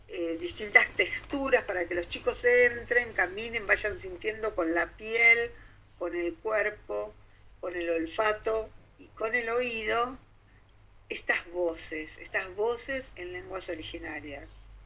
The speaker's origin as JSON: {"language": "Spanish", "town": "Ciudad Evita", "region": "Buenos Aires Province", "country": "Argentina", "tie": "born or raised there", "said": "me crié en Ciudad Evita. Ciudad Evita es una ciudad compleja, como muchas, una ciudad que se hizo pensada con muchas comodidades"}